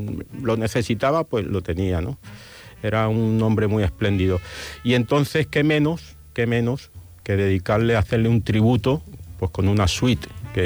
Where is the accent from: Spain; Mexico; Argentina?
Spain; Málaga, Andalusia; yo, mi Málaga, vamos, es que no me la quita nadie, ¿no? O sea, a mí siempre me conoce como el malagueño, voy por ahí, de Málaga